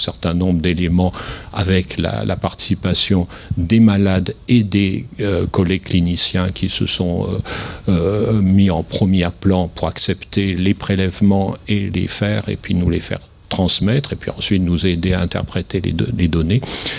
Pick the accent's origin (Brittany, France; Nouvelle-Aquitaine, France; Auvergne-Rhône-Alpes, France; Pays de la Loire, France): Auvergne-Rhône-Alpes, France; Saint-Étienne; moi je suis né à Saint-Étienne, je suis un Stéphanois qui n'a jamais vraiment quitter son terrain, sinon pour faire un peu de recherche à Paris et à Londres